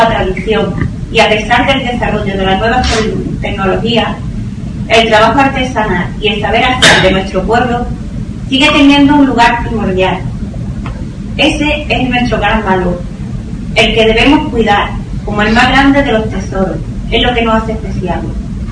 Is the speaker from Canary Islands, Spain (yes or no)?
no; Andalusia, Spain; Pieles curtidas de rojo y naranja son aquellos atardeceres crepusculares de mi tierra. Y los verdes intensos son el manto de cornotales y olivos que arropan a la sierra de Cádiz.